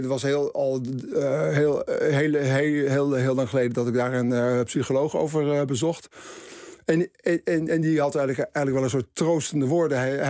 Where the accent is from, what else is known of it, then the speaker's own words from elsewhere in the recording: Haarlem, North Holland, Netherlands; Ik kwam uit Haarlem, dat is toch dicht bij Amsterdam.